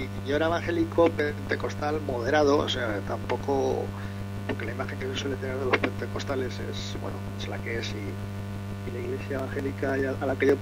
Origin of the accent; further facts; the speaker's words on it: Spain; aunque la mayoría de los que formamos el portal somos españoles